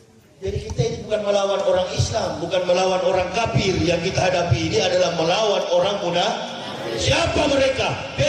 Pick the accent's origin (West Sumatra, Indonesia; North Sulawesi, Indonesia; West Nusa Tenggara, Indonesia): North Sulawesi, Indonesia; Manado; Orang Melayu, saya orang Manado pakai falsafah hidup orang Melayu.